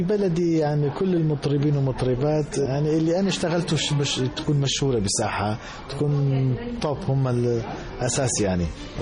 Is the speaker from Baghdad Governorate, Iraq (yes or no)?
no; Sulaymaniyah, Kurdistan Region, Iraq; born there; moved away as an adult; also born or lived in Germany; تولدت بمدينة سليمانية بكردستان العراق، خريج معهد فنون جميلة قسم الموسيقى، بعدها راحت على ألمانيا، بعدها راحت على ألمانيا درست الماجستير في موسيقى بألمانيا موسيقى جرافيك